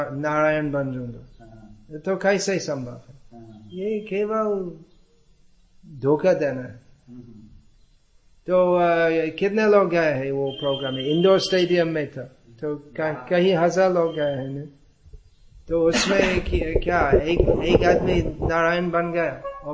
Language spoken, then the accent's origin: Hindi; Gujarat, India; तापी जिला में